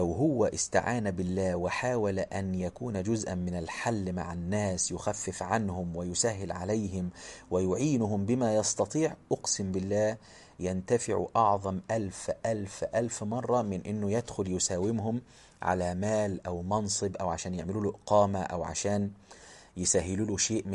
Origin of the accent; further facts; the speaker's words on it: Egypt; كان بيخطب خطبة في مدينة عندنا في مصر بعيدة عن بلده